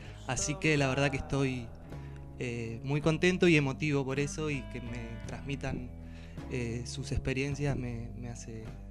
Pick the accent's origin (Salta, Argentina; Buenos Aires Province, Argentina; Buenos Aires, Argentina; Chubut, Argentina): Chubut, Argentina; Trelew; vengo de allá, vengo de las mesetas. Soy de Trelew. Mi abuela nació en Los Altares. Mi abuelo en Paso de Indios, que son lugares que están en el medio de la provincia del Chubut, donde nacen las mesetas.